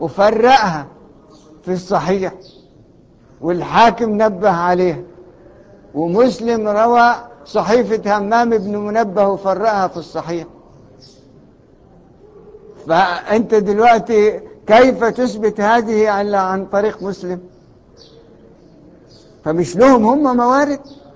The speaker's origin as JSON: {"language": "Arabic", "country": "Egypt", "said": "ايه اللي جاب عندنا احنا معذرة يعني كمصريين الشبهة دي؟"}